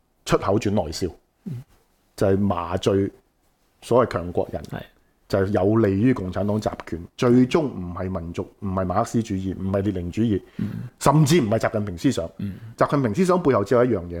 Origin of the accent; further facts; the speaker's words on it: Hong Kong; 就要我哋香港人去讀呢一套啦，就由屈辱係1841年開始